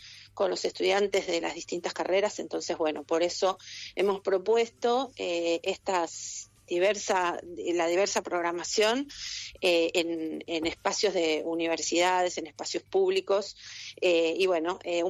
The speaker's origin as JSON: {"language": "Spanish", "town": "Esquel", "region": "Chubut", "country": "Argentina", "said": "yo soy de Esquel, para mí es una historia que no es nueva."}